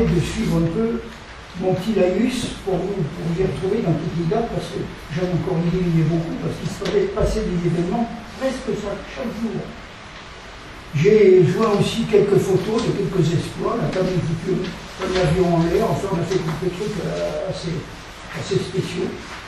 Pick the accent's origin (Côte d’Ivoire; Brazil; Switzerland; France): France; Nouvelle-Aquitaine; born there; j'ai 93 ans, je suis né. Alors, je suis né dans le Haut-Limousin, un petit village qui s'appelle Saint-Léonard-de-Lauda. C'est ce qu'on appelle la région du plateau de Villevache, vous en avez peut-être entendu parler. C'est au centre de la France.